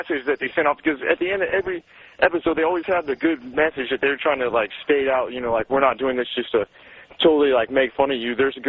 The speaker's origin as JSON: {"language": "English", "town": "Wichita", "region": "Kansas", "country": "United States", "said": "I'm actually from Wichita, Kansas, where I guess Christy Alley used to do all her underage drinking and stuff like that."}